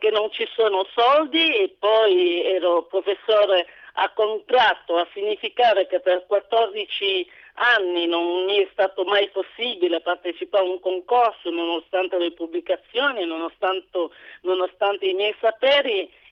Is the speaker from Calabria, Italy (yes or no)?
yes; Calabria, Italy; questa è una bella prova che io sono calabrese e non lo potrà mai discutere nessuno